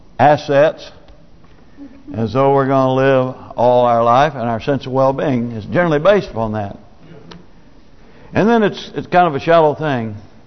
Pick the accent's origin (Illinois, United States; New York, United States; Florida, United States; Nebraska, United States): Nebraska, United States; when I was growing up in Nebraska, we would have coyote hunts because we raised a lot of cattle.